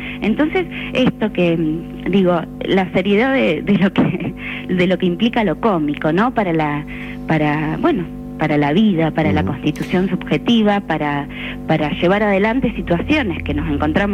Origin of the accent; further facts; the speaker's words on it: Argentina; Nosotros, digo, como argentinos, uno podría pensar, ¿no?